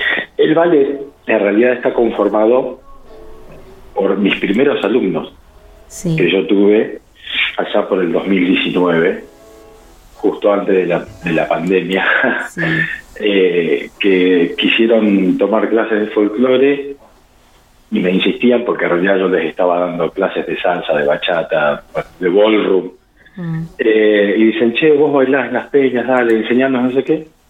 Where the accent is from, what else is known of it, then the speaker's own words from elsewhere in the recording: General Pico, La Pampa, Argentina; now in Santa Rosa, Argentina; Yo vine acá a Santa Rosa, soy de Pico